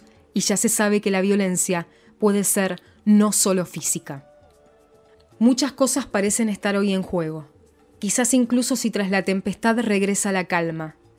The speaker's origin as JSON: {"language": "Spanish", "country": "Cuba", "said": "Como cubano que vive en Cuba y trabaja y crea en Cuba"}